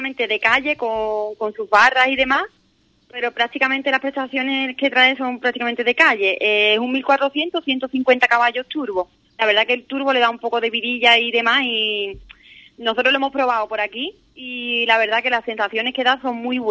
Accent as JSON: {"language": "Spanish", "region": "Andalusia", "country": "Spain", "said": "Sí, somos los primeros gaditanos."}